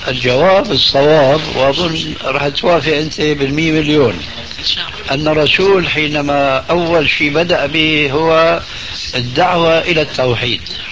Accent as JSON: {"language": "Arabic", "country": "Syria", "said": "انا باعتباري سوري يعني أخذت عجوة من سوريا"}